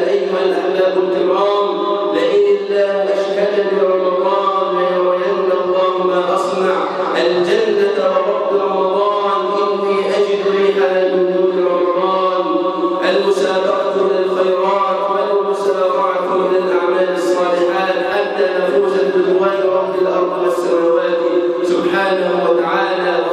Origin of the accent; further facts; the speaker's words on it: Egypt; اللهم اجعل بلدنا مصر امنا امانا سخاء رخاء